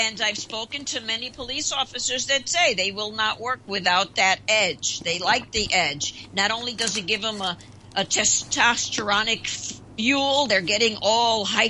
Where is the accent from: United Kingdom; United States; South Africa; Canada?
United States; New York City, New York; We're both from New York City, and we've watched it happen.